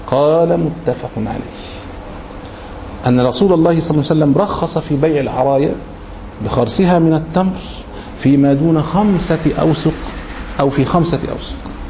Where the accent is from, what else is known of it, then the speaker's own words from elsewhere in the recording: Egypt; يعني احنا مثلا كمصريين مثلا الرز مثلا عندنا ده هو الاساس مثلا